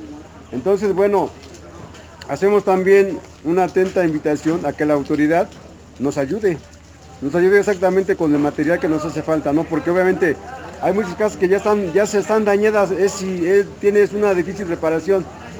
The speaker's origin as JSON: {"language": "Spanish", "town": "Santa Cruz Acalpixca", "region": "Mexico City", "country": "Mexico", "tie": "born or raised there", "said": "Yo soy originario de Santa Cruz, Acalpizca"}